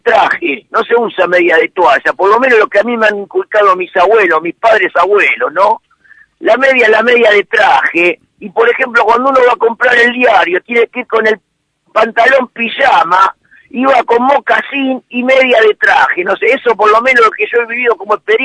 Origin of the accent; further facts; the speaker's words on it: González Catán, Buenos Aires Province, Argentina; born there; yo soy nacido en González Catán, querido. Pero sí, criado por abuelos